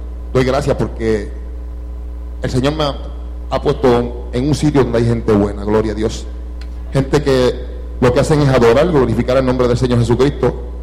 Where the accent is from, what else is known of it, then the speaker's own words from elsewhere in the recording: Hato Viejo, Puerto Rico; Somos del mismo barrio. Somos de Hato Viejo los dos. Y los dos nos criamos en la Iglesia Pentecostal de Los Caños